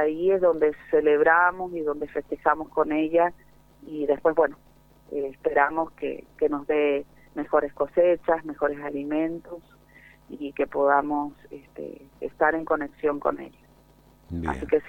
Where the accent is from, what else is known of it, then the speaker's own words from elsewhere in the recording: Lavalle, Mendoza, Argentina; en varios departamentos, actualmente Las Heras y La Valle, pero somos originarios de La Valle, de Lagunas del Guanacache, de una parte de los bañados de Guanacache que se llama Laguna La Balsita.